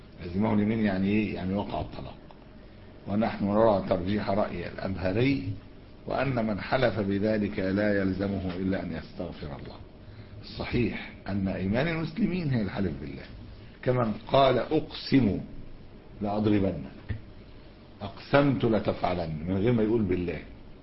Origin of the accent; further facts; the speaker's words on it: Egypt; هو بيقولوا احنا عندنا في مصر